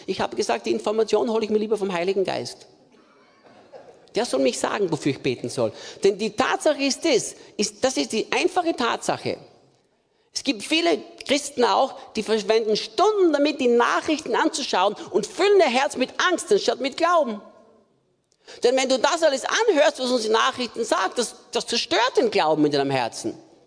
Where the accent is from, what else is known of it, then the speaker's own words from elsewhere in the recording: Austria; now in Germany; Bei uns zu Hause in Österreich würde man sagen, Pudelnockert auszogen.